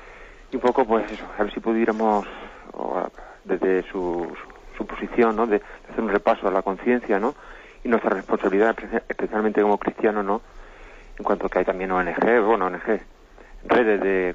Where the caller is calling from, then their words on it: Alicante, Valencian Community, Spain; de Alicante.